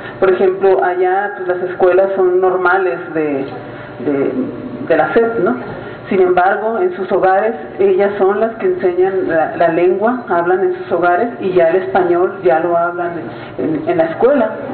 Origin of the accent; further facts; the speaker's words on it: Ciudad Obregón, Sonora, Mexico; yo soy de Sonora, soy de municipio de Cajeme, Obregón, y pues también mi abuela era de la tribu Yaqui, y a mi padre, pues no.